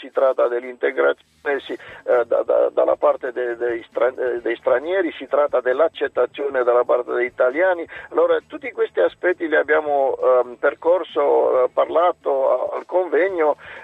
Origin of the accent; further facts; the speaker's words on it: Transylvania, Romania; Italian is a second language; now in Italy; vengo di un paese dove si parlano 20 lingue, oltre il romeno come lingua ufficiale, la mia regione d'origine, Transilvania, è un multilinguismo da secoli. Nella mia città ci sono 6 comunità, io sono cresciuto in 3 lingue